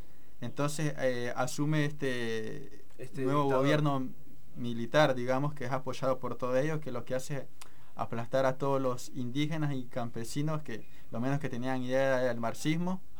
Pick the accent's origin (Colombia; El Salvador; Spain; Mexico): El Salvador; el legado de democracia que nos ha dejado Farabundo Martí a nosotros como salvadoreños.